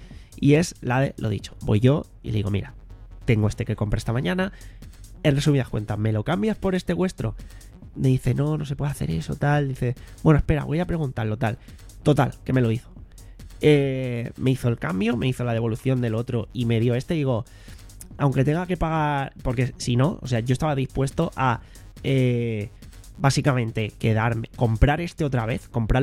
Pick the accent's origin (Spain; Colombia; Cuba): Spain; como aquí somos unos putos crápulas, hablo en general como sociedad española en ese sentido